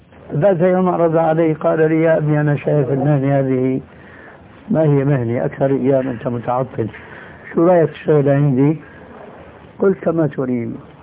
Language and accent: Arabic; Damascus, Damascus Governorate, Syria; moved away as an adult; now in Jordan; أنا هاجرت من دمشق إلى هنا لما نظرت أنه دمشق بدأت تنحرف خاصة بعد الحكم البعثي هذا، فوجدت هنا خير من هذيك البلاد، هاجرت إلى هنا.